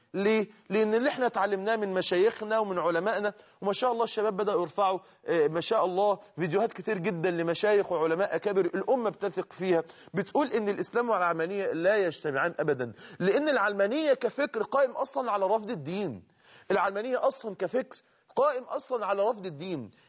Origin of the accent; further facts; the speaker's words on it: Egypt; اللي احنا بنسميها عندنا كده في اللغة الدارجة عندنا في مصر